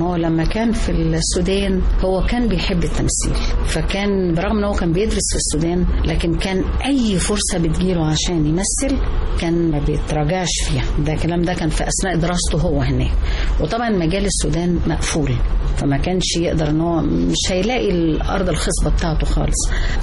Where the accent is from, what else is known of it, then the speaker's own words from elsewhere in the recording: Egypt; عشاني انا كأم مصرية